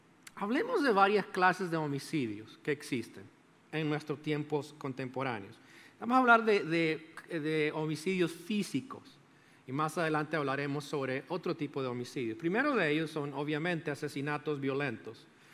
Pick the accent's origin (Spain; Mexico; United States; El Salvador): El Salvador; born there; Adivine quién es primero. Es mi país natal, El Salvador, ahí.